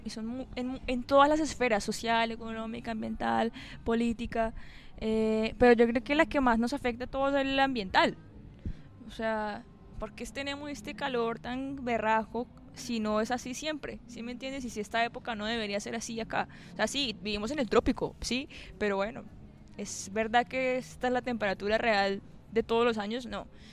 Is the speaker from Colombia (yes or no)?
yes; Santander, Colombia; a mí como santandereana, ¿qué me corresponde? Mi páramo.